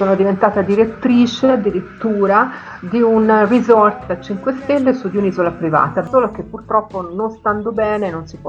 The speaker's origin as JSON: {"language": "Italian", "town": "Grosseto", "region": "Tuscany", "country": "Italy", "said": "Grosseto, io sono di Grosseto."}